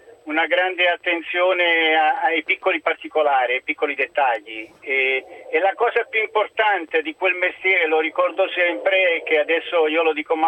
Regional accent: Naples, Campania, Italy; io sono napoletano, fa ballare gli occhi

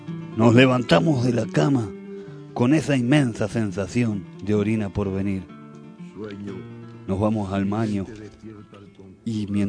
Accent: Argentina; Somos argentinos que nos levantamos

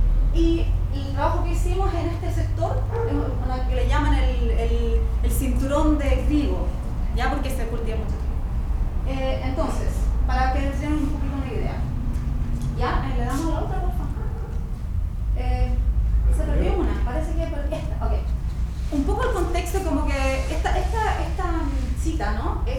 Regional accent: Chile; moved away; una de las cosas que hice al principio fue como afirmar mi posición como chilena, como latinoamericana, en un contexto en que no, la gente no sabe

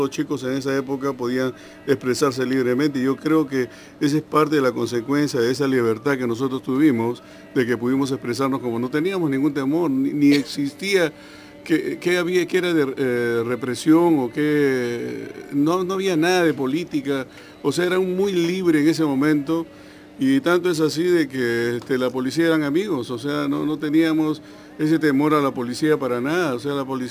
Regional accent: Peru; moved away; Yo hace 30 años o más, un poquito más, yo salí del Perú

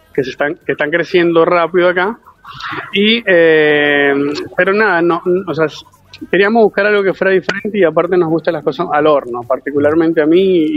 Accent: Venezuela; moved away; Soy de Venezuela, correcto, sí.

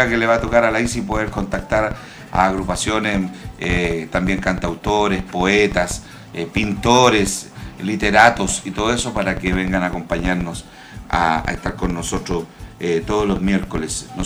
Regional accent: Chile; como chileno, como músico chileno también

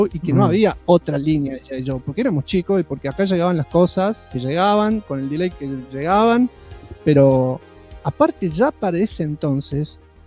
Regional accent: Mar del Tuyú, Buenos Aires Province, Argentina; Otro día, por mi pueblo, Mar del Tuyún, en ese entonces

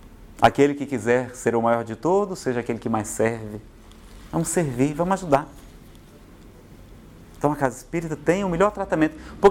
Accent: Ceará, Brazil; Eu que sou do Ceará

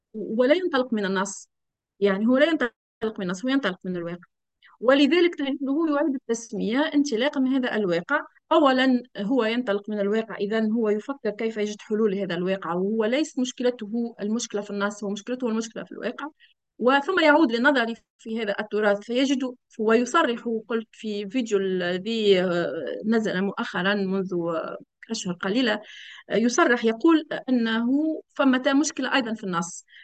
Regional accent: Tunisia; أنه يشبه كثيراً بعض المرجعيات عندنا في تونس في المسألة هذه

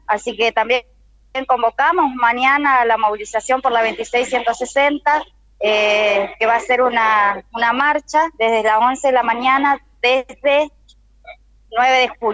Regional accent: Cushamen, Chubut, Argentina; now in Buenos Aires, Argentina; Yo vengo de Chubut, soy de Colonia Cusamen, de la organización Mapuche Tehuelche.

